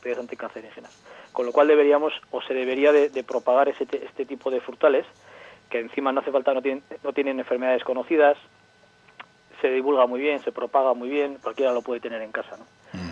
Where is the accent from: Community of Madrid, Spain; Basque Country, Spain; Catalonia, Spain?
Basque Country, Spain; Llodio; conozco porque yo soy de Llodio, entonces especialmente la zona de Cantábrica Alavesa, la zona de Llodio, bueno, toda la zona del Valle de Ayala